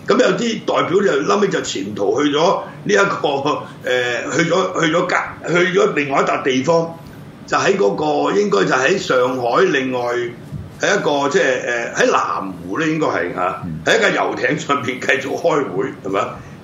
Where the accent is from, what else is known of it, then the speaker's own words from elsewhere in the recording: Guangdong, China; 即係我哋廣東人啦，係咪